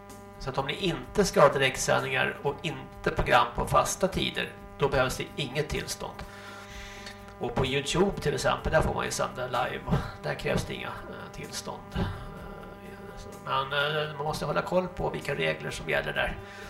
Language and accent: Swedish; Stockholm, Stockholm County, Sweden; jag hade faktiskt samma typ av lok hemma i Stockholm på Södermalm